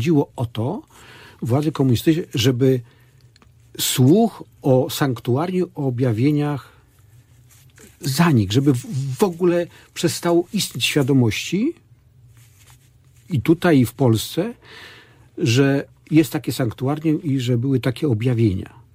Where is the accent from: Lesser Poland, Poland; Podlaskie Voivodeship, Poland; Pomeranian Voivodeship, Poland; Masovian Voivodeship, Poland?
Masovian Voivodeship, Poland; Rzeczyca; No ja pochodzę z bardzo ważnej wsi na Mazowszu.